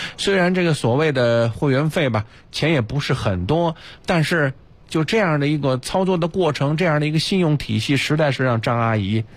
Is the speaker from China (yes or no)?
yes; Beijing, China; 这就是咱们北京人说隔辈人啊